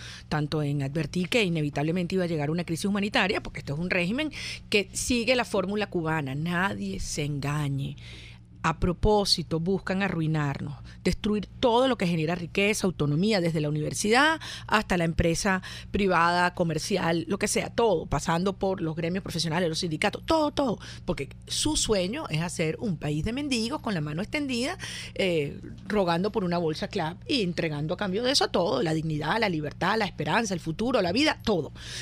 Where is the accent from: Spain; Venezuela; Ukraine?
Venezuela; la mayoría que somos los venezolanos